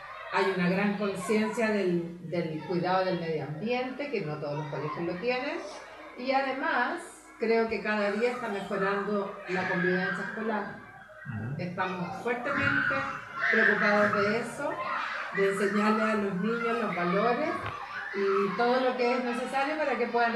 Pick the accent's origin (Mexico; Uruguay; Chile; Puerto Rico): Chile; Curicó, Maule; now in Rancagua, Chile; No soy de Rancagua, o ya casi sí, porque ya llevo como 10 años acá, pero soy de Curicó. Mi familia es de Curicó, de campo. Y llevo 10 años acá en Rancagua